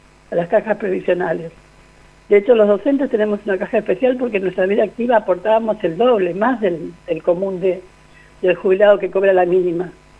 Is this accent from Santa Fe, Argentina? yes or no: no; Chaco, Argentina; Bueno, yo soy del Chaco